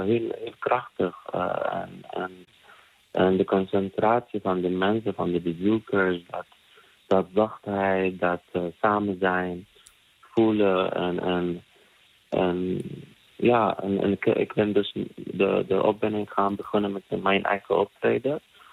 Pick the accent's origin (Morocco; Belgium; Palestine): Palestine; we komen uit Palestina, we zijn niet staatloos, we hebben een land, we hebben een cultuur, we hebben een hele rijke cultuur.